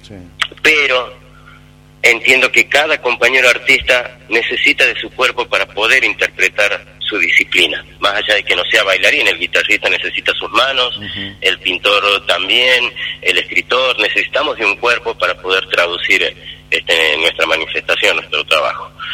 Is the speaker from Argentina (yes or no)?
yes; Tucumán, Argentina; me encuentro en Buenos Aires, en el tiempo de pandemia, y como tucumano sentía que llegaba el 9 de julio